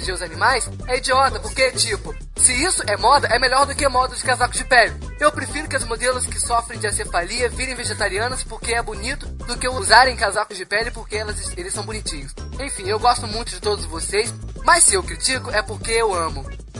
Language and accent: Portuguese; São Leopoldo, Rio Grande do Sul, Brazil; Eu sou de São Leopoldo, Rio Grande do Sul.